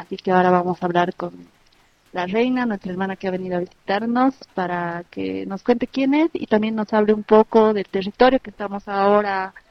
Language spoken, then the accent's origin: Spanish; El Alto, La Paz, Bolivia; soy de la Ciudad del Alto, soy artista plástica